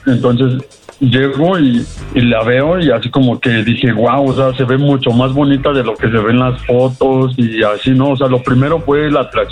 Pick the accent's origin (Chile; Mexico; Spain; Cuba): Mexico; Mexico City; No, ella es de Metro Musquis y yo soy de la Ciudad de México.